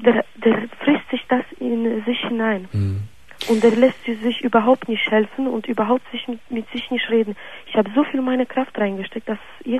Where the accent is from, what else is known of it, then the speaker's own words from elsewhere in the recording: Solingen, North Rhine-Westphalia, Germany; Ich komme aus Solingen